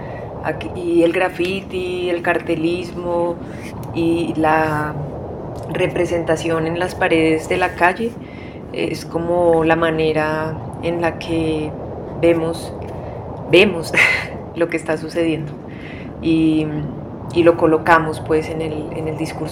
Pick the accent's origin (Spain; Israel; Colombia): Colombia; Bogotá; somos de aquí, de Bogotá